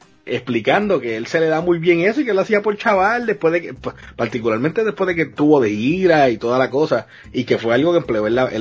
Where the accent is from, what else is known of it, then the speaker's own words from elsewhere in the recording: Puerto Rico; Como puertorriqueño, viéndolo tantos años